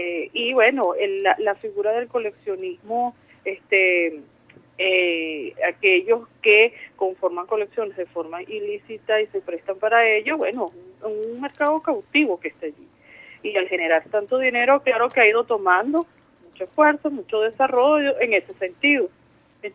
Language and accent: Spanish; Venezuela; si nosotros como venezolanos y venezolanos no estamos claros